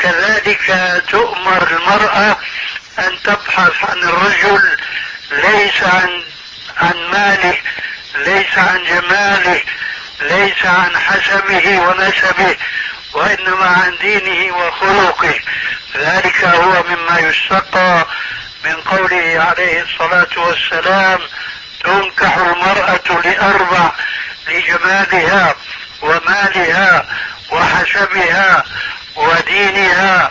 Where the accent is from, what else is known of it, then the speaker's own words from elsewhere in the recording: Syria; كما يقولون عندنا في سوريا بالسريج والفتيل